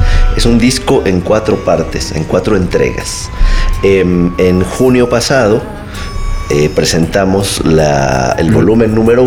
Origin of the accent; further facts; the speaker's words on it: Mérida, Yucatán, Mexico; Pues yo nací en la ciudad de Mérida, Yucatán. Soy orgullosamente yucateco.